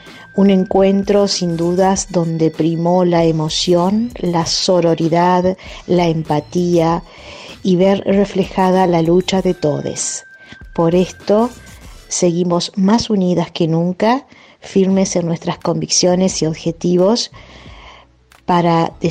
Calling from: Zárate, Buenos Aires Province, Argentina; Mis saludos afectuosos desde Zárate, provincia de Buenos Aires.

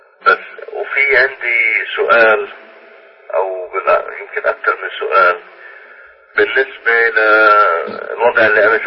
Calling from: United States; أنا بتكلم معك من أمريكا

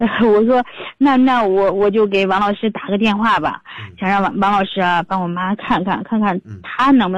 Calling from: Changping, Beijing, China; 我们是昌平南齐家村这边的。

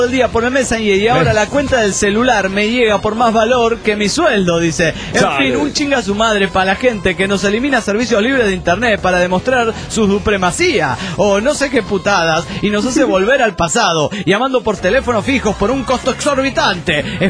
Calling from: Guadalajara, Jalisco, Mexico; de Guanatos, aquí en Jalisco, México.

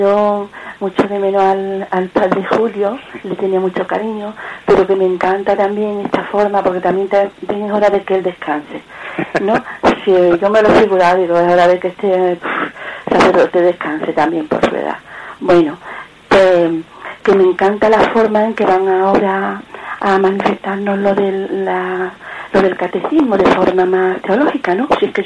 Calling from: Córdoba, Andalusia, Spain; soy de Córdoba.

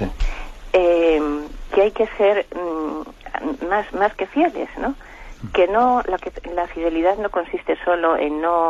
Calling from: Madrid, Community of Madrid, Spain; de Madrid.

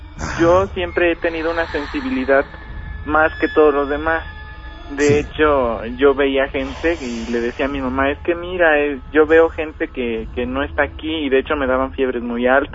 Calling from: Chilpancingo, Guerrero, Mexico; Ay, soy de Chilpancingo.

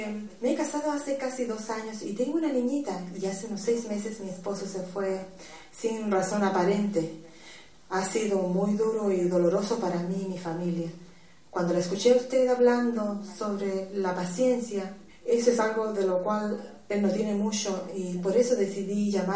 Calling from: New Jersey, United States; Soy de Nueva Jersey

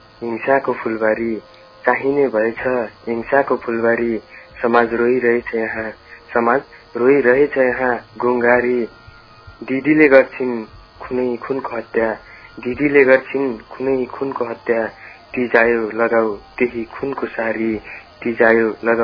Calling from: Surkhet, Karnali Province, Nepal; हजुर सुर्खेतदेखि

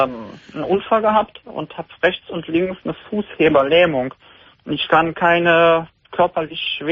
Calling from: Heinsberg, North Rhine-Westphalia, Germany; ich würde bis Köln und Neuss arbeiten, ich komme aus Heinsberg.

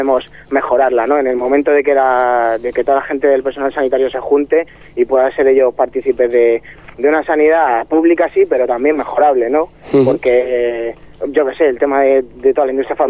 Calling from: Leganés, Community of Madrid, Spain; de Leganés y estoy aquí con el loco.

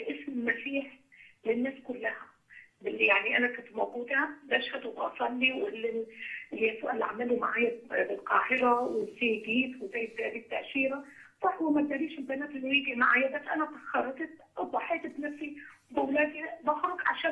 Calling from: Netherlands; انا من هولندا.

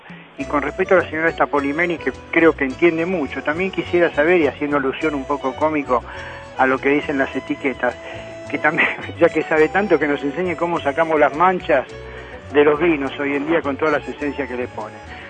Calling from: Belgrano, Buenos Aires, Argentina; de Belgrano.

